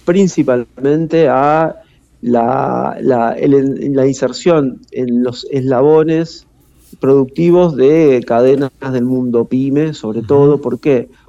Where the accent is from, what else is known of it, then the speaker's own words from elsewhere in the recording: Tandil, Buenos Aires Province, Argentina; now in La Plata, Argentina; si bien hace muchos años que estoy radicado en la ciudad de La Plata, provengo de la ciudad del Tandil